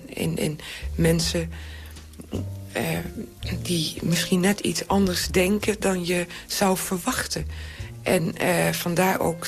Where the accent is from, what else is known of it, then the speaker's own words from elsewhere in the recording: Winschoten, Groningen, Netherlands; Ik kom uit Winschoten. En ik denk ook wel eens dat als je opgroeit in een dorp en daar ontdekt ook weer de landerijen en kleine bosjes, want het is in Winschoten een kaal land.